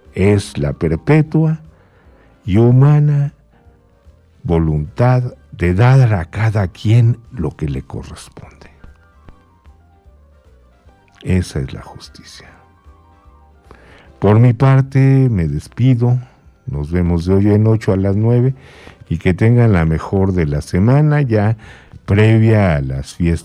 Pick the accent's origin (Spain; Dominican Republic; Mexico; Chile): Mexico; Iztapalapa, Mexico City; No, yo vengo de Iztapalapa.